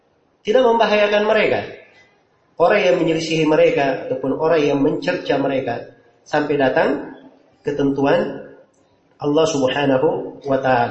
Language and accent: Indonesian; Makassar, South Sulawesi, Indonesia; Kalau kita orang Makassar di sini dibilang Al-Makassari